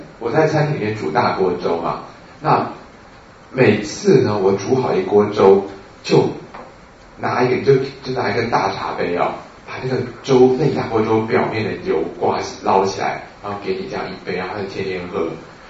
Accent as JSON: {"language": "Chinese", "country": "Taiwan", "said": "跟我们台湾人的稀饭差不多，对不对？"}